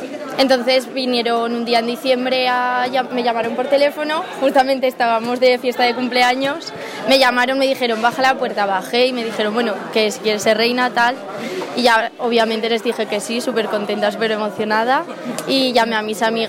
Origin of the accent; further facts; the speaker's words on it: Tauste, Aragon, Spain; Pues lo primero de todo, que es mi pueblo, la gente